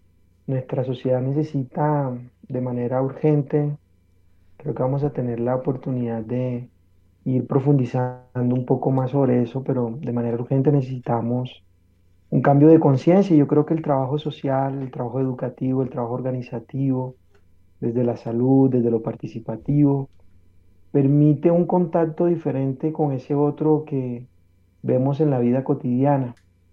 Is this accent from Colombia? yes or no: yes; Colombia; born there; Yo soy colombiano de nacimiento, muy, muy orgulloso de haber nacido en este hermoso país